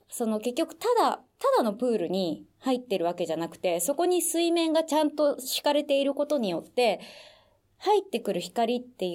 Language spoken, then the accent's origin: Japanese; United States; 実は僕はアメリカ育ちなのですが